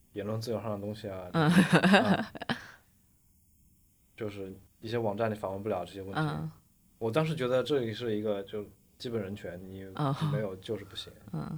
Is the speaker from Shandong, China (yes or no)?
no; Changsha, Hunan, China; now in Nanjing, China; 甚至在怀念我的老家，怀念长沙的生活